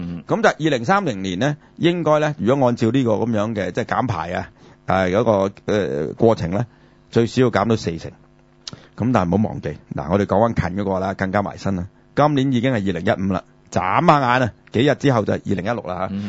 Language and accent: Cantonese; Hong Kong; 我哋香港人呢其實係冇一個概念，因為我哋住喺亞熱帶呢